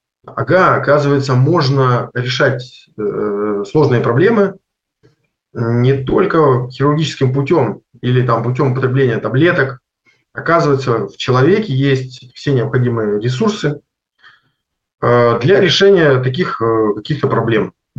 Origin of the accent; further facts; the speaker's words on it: Konstantinovsk, Rostov Oblast, Russia; А сам я из Ростовской области, город Константиновск.